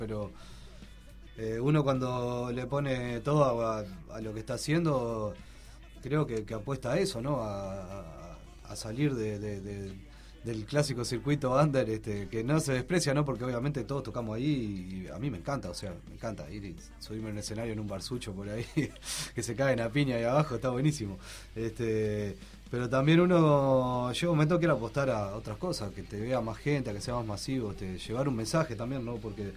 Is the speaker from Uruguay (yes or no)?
yes; Uruguay; porque somos uruguayos, obviamente.